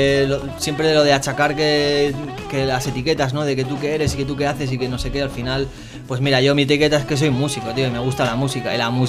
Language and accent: Spanish; Bilbao, Basque Country, Spain; Yo qué sé, yo soy de aquí, de Bilbao